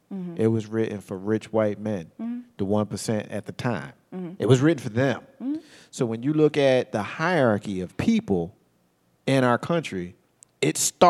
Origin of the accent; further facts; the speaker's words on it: United States; And so when we practice that behavior, we're being American. It's what we do here.